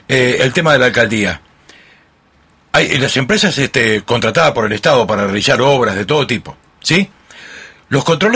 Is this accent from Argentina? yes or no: no; Castilla-La Mancha, Spain; Yo tengo la experiencia de mi pueblo en Toledo